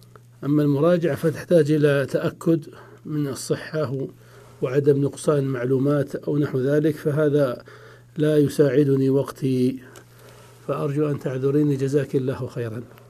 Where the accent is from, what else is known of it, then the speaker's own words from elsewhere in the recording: Saudi Arabia; وهي يعني موجودة في المكتبات خاصة عندنا في السعودية